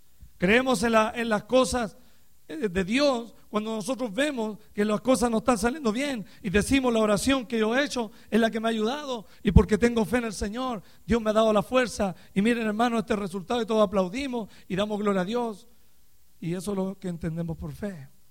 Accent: Chile; moved away as an adult; para algunos que no me conocen. Vengo de la República de Chile, Sudamérica. Aleluya. Y algún día volveré allá otra vez, ¿verdad? Tenemos casi 14 años aquí en este país.

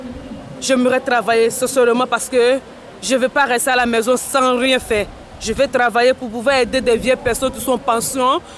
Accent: Côte d’Ivoire; French is a second language; moved away as an adult; also born or lived in Niger; now in Belgium; Je viens de la Côte d'Ivoire.

